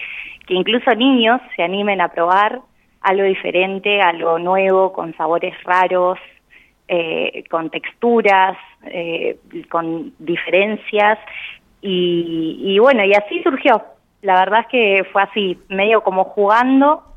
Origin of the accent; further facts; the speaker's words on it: Santa Rosa, La Pampa, Argentina; also born or lived in La Plata; Yo estudié gastronomía en Buenos Aires, en La Plata, vivía en La Plata, y cuando me volví, yo soy acá de Santa Rosa.